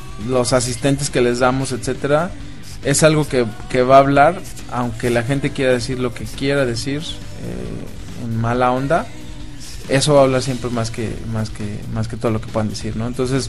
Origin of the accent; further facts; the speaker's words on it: Mexico; que sigan como somos los mexicanos